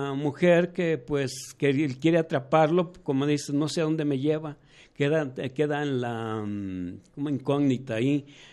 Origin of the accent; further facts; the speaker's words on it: Mexico; Como mexicanos estamos muy diversos, ¿sí?